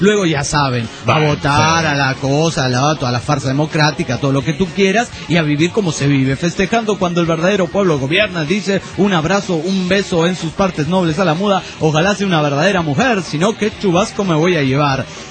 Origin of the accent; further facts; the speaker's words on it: Toluca, State of Mexico, Mexico; soy de Toluca, México